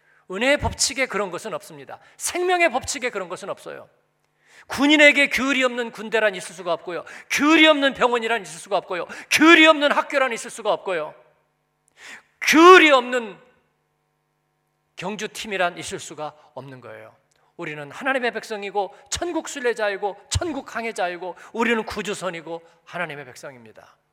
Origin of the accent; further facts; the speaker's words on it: South Korea; 저는 한국인이